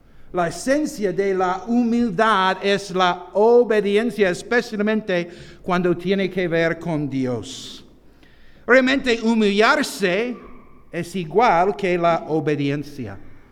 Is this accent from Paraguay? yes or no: no; United States; Spanish is a second language; en mi país hay una gorra roja que indica un poco de soberbia también